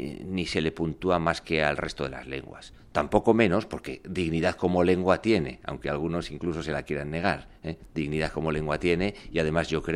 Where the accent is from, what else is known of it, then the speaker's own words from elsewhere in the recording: Navarre, Spain; Yo soy navarro de nacimiento y de familia y hablo euskera también por familia.